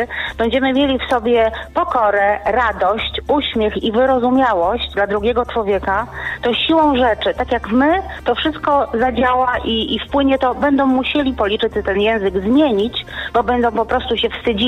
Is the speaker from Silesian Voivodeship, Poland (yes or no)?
no; Gdańsk, Pomeranian Voivodeship, Poland; now in Gdynia, Poland; Jestem gdańszczanką, w tej chwili mieszkam w Gdyni.